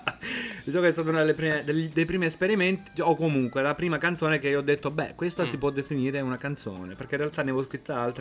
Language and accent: Italian; Castelvetrano, Sicily, Italy; born there; now in Genoa, Italy; E in Sicilia sono nato nella provincia di Trapani, nella ridente cittadina di Castelvetrano, in provincia di Trapani, a 10 km dall'acropoli di Selinunte